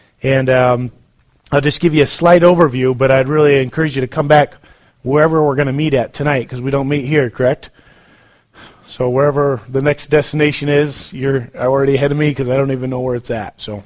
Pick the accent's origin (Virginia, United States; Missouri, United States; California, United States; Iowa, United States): Iowa, United States; I'm from Iowa, so we have tornadoes all the time.